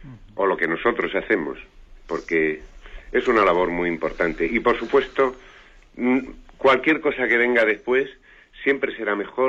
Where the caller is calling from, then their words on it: Madrid, Community of Madrid, Spain; de Madrid.